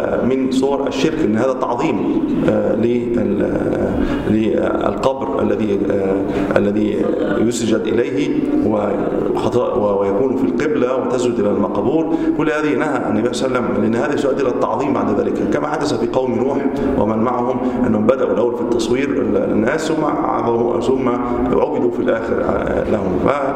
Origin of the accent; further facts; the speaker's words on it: Egypt; ويقال أنها أول ما بدأت عندنا في مصر